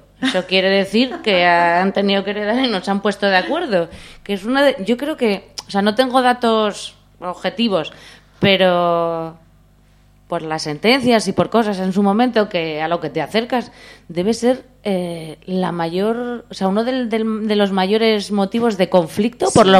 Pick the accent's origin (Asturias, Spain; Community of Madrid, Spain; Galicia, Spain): Asturias, Spain; Gijón; also born or lived in Toledo; No es que no sienta que no soy asturiana, porque yo nací en Asturias, vivo en Gijón, la mayor parte de mi vida la he pasado en Gijón